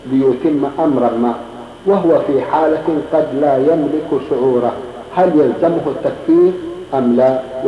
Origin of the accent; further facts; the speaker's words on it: Egypt; now in Riyadh, Saudi Arabia; أنا مواطن مصري مقيم في الرياض،